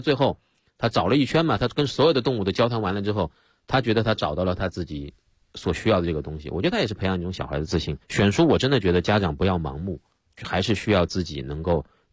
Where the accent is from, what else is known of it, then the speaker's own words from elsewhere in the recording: China; 但是以目前我们中国人的消费观来看的话